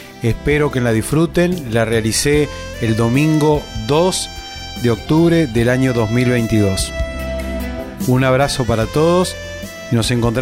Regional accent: Carmen de Areco, Buenos Aires Province, Argentina; born there; Está vinculada al pueblo donde yo nací, a Carmen de Areco.

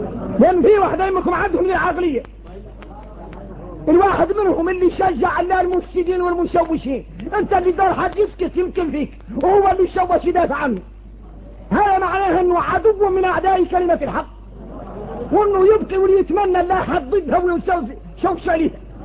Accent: Mauritania; احنا موريتاني الله يسلم عنا.

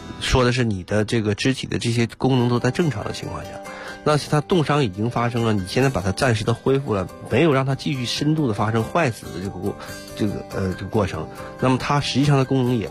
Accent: Northeast China, China; 然后你比如说我小的时候这个又在东北长大

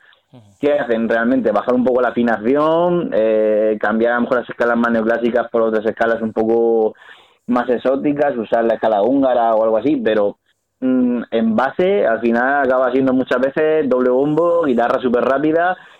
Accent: Murcia, Region of Murcia, Spain; nosotros somos de Murcia y él tiene el estudio en Bilbao

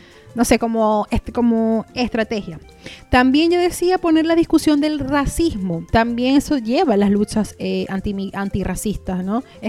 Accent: Venezuela; no es ni decir que soy venezolana ni nada, sino migrante, fin.

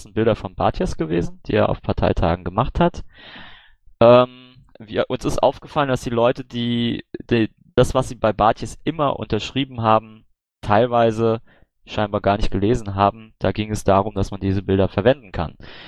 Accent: Baden-Württemberg, Germany; Na gut, ich bin aus Baden-Württemberg.

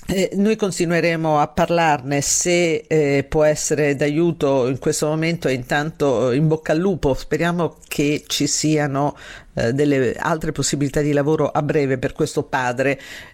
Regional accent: Sabaudia, Lazio, Italy; me ne andrò, come quasi tutti gli anni, sulla spiaggia del mio paese, a Sabaudia

